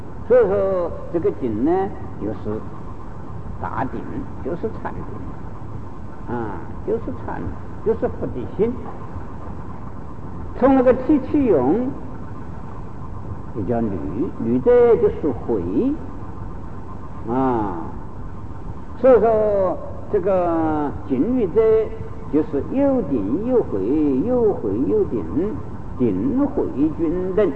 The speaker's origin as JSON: {"language": "Chinese", "country": "China", "said": "我们中国人呢欢喜简单，只称一个禅"}